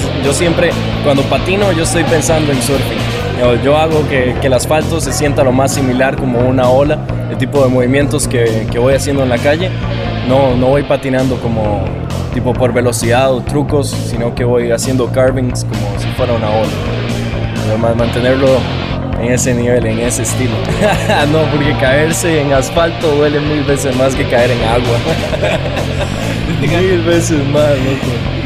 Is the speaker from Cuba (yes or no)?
no; Costa Rica; now in Buenos Aires, Argentina; de Costa Rica, y yo en Buenos Aires un poco más de un mes.